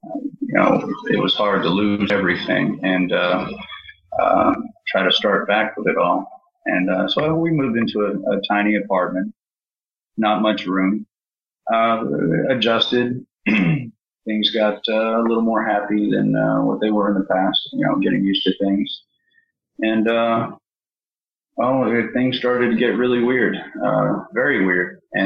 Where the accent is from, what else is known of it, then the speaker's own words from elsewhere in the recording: East Providence, Rhode Island, United States; born there; I was born in Providence, Rhode Island, East Providence, and moved around pretty much every 2 months since then.